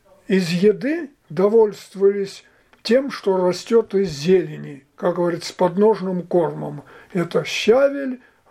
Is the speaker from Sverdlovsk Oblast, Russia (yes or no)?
no; Gavrilovka, Tambov Oblast, Russia; Родился я в селе Гавриловка, Гавриловского района, Тамбовской области.